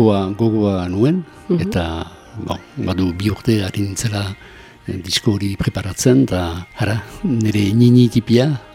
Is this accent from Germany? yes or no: no; Lekuine, Nouvelle-Aquitaine, France; also born or lived in Azkaine; now in Arbonne, France; Azkaine utzi nuen hiru urte nituela. Eta aitaren lanaren gatik joan ginen bizitzerat, lekuinerat, lekuine Azparne ondoan.